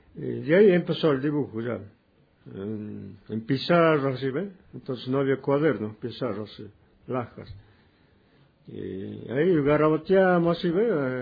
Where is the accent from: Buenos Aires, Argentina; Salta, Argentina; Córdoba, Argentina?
Salta, Argentina; Cafayate; born there; Yo nací aquí en Cafayate, Finca La Rosa, al lado del monte, allá abajo, en la punta de la Alameda, para allá, para el río Yacuchuya. Ahí nacido.